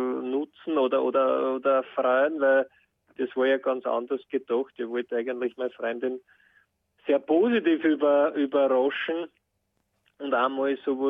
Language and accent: German; Geinberg, Upper Austria, Austria; ich bin aus Geinberg, aber das kennt man, kennen die wenigsten und Ried ist sozusagen das nächstgrößere.